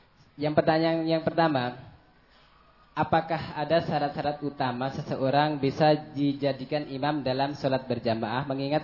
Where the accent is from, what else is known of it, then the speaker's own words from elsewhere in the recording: Lubuk Linggau, South Sumatra, Indonesia; now in Boyolali, Indonesia; Asal saya dari Lubuk Linggau, Kecamatan Tegumulyo, Kabupaten Lusirawas, Desa Tambah Asri. Tapi saya sekarang tinggal di sini mengikuti cabang Ngemplak 1 Boyolali.